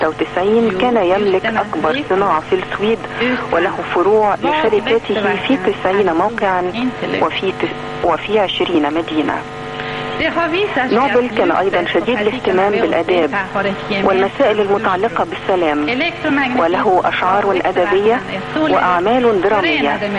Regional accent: Egypt; وتدار كالأوقاف عندنا في مصر

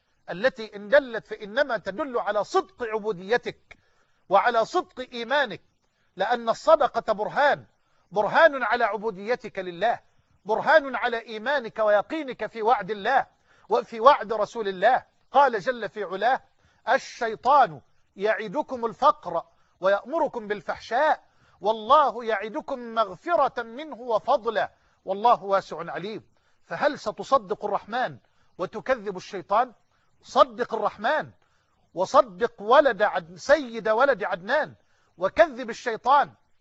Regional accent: Egypt; اللهم اجعل بلدنا مصر أمنا أمانا سخاء رخاء

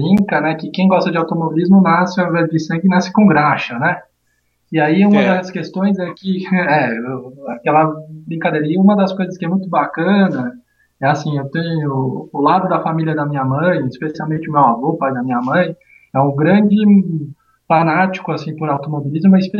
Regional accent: São Paulo, Brazil; born there; eu nasci em São Paulo, capital, eu morava muito próximo da Serra da Cantareira

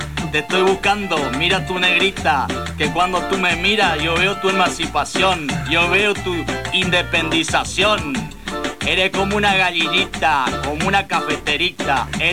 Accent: Puerto Rico; soy de Puerto Rico. De Puerto Rico.

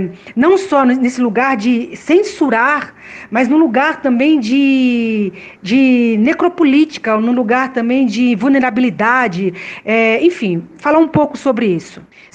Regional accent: São Paulo, Brazil; eu sou do Heliópolis, né, minha família é do Heliópolis, eu estou vivendo agora no Bixiga, mas minha família é do Heliópolis

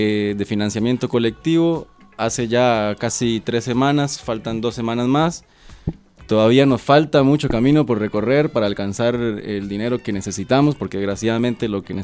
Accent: Costa Rica; moved away; Yo soy costarricense, hace 9 años estoy acá.

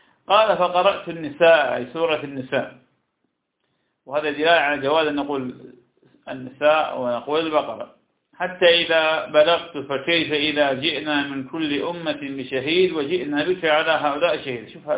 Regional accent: Iraq; وهذا كان عندنا في العراق كثيرا جدا لكنه زال بالمدينة منذ سنين

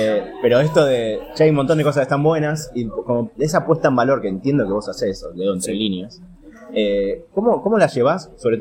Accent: Argentina; los argentinos somos unos agrandados

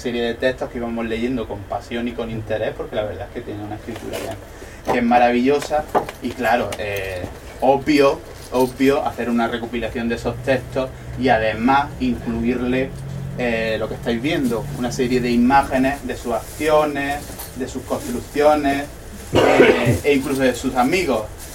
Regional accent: Loja, Andalusia, Spain; escribo un texto maravilloso sobre mi pueblo, y yo lo que quiero es publicar un texto sobre mi pueblo, somos así de chauvinistas ambos sobre Loja.

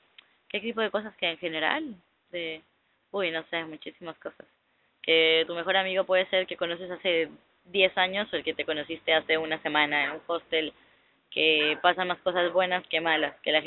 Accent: Mexico; De México.

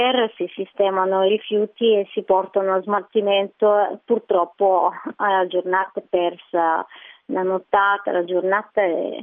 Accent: Bulgaria; now in Italy; ho sempre amato il mare perché ho una nonna che, poverina, ora non c'è più, però andavo tutti gli estati da lei sul Mar Nero, e quindi l'amore per il mare è proprio nell'origine, ancora in Bulgaria, poi dopo me la sono portata

